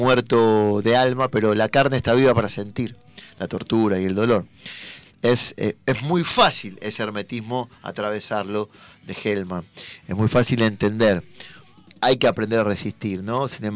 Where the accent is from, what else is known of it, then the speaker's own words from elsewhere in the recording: Avellaneda, Buenos Aires Province, Argentina; Nosotros que somos de Avellaneda